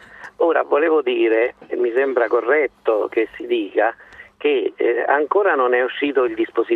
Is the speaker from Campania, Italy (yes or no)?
no; L'Aquila, Abruzzo, Italy; Io veramente in gran parte le conosco perché sono aquilano, purtroppo